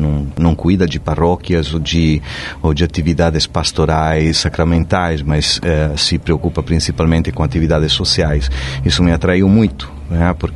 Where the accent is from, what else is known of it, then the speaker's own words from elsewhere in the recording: Sardinia, Italy; Portuguese is a second language; moved away as an adult; now in Brazil; Eu sou da Sardenha, sou um ilhéu que não sabe nadar, costumo dizer isso. Sou da Sardenha, uma ilha no meio do Mediterrâneo, debaixo da França, para encontrá-la no mapa.